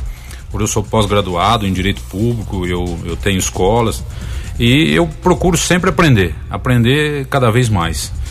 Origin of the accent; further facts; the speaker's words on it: Tapiratiba, São Paulo, Brazil; Já que eu vivo, nasci e cresci em Tapiratiba